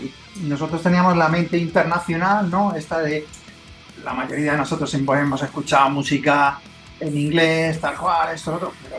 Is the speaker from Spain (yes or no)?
yes; Spain; como somos españoles por narices, tenemos que cantar en castellano